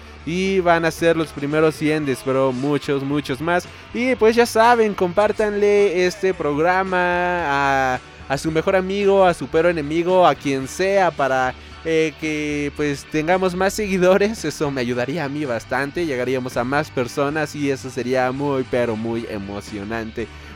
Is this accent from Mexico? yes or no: yes; Mexico; tomando en cuenta de que yo soy de México.